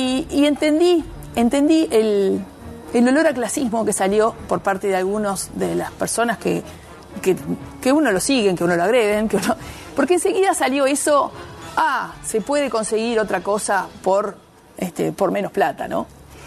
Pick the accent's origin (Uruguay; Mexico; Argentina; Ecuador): Uruguay; Montevideo; Los que somos montevideanos de pura cepa, a veces nos cuesta mirar al interior